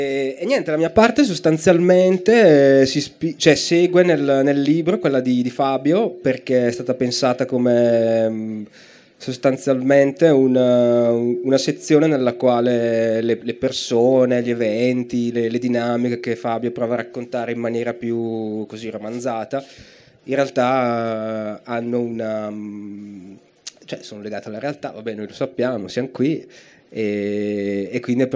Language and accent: Italian; Brescia, Lombardy, Italy; io sono di Brescia.